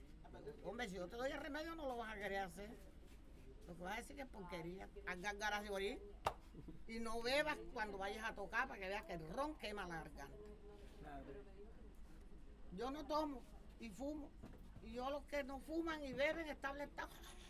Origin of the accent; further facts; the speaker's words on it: San Cayetano, Bolívar, Colombia; Ni en San Cayetano, que es mi tierra.